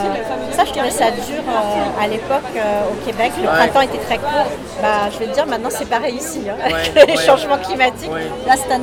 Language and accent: French; Lyon, Auvergne-Rhône-Alpes, France; born there; Ouais, je suis française, je suis née à Lyon, en plus.